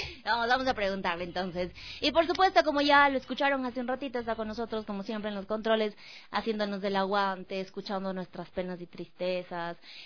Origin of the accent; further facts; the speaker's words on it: Ecuador; que como ecuatorianos, que como seres humanos, como personas, lo merecemos